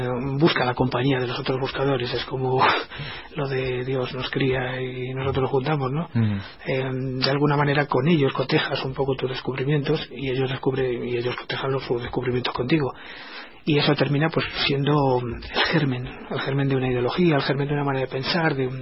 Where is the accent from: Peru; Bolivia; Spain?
Spain; El Escorial, Community of Madrid; Yo, como persona que aunque no haya nacido, sí tengo mi origen y mi juventud y mi niñez en el Escorial, que es un lugar de poder